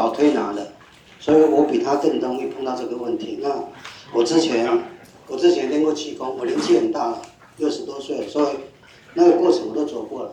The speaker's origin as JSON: {"language": "Chinese", "country": "Taiwan", "said": "我们台湾话就讲你去收金啊"}